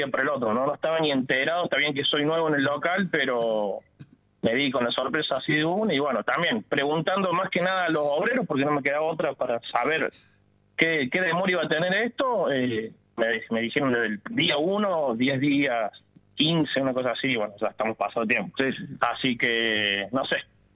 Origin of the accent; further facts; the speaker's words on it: Villa Allende, Córdoba, Argentina; soy de Villa Allende toda la vida. Me crié acá, lo conozco a toda la gente de acá, así que nada, siempre me gustó, no quiero moverme de Villa Allende porque me gusta demasiado.